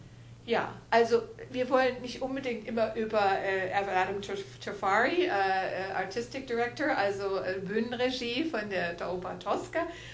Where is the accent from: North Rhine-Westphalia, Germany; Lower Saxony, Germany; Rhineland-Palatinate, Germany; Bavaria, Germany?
North Rhine-Westphalia, Germany; Bonn; Ich komme aus Bonn, aus der Geburtsstadt von Beethoven.